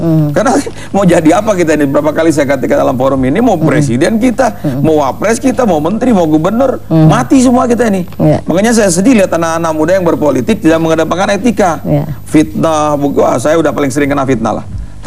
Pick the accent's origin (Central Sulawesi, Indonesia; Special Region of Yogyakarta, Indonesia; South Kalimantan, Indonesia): Central Sulawesi, Indonesia; Donggala; born there; saya orang yang lahir di Donggala di Sulawesi sana ya, kebetulan Allah berikan apa rezeki kepada orang tua, datang di Jakarta ya, banyak bermain di Bandung, banyak di Jawa Barat